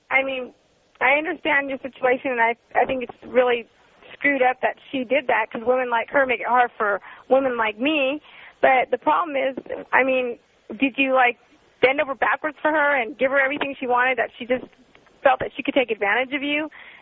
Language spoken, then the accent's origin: English; United States; I'm American, but I'm my heritage is a different race. I'm Brazilian